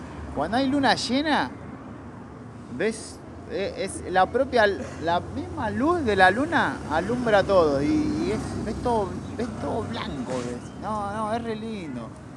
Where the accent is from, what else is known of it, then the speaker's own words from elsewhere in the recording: Quilmes, Buenos Aires Province, Argentina; yo viví casi toda mi vida ahí, ¿viste? Mis vecinos me conocen de chiquito, ¿viste? Me vieron crecer y nada, es hermoso, ¿viste? Soy de Quilmes porque vivo en Quilmes. Me encanta Quilmes también